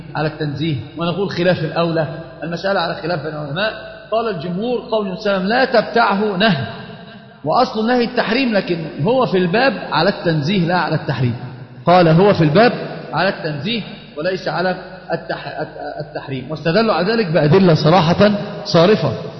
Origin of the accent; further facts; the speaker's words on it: Egypt; طبعا هي مشهورة جدا عندنا في مصر في العامة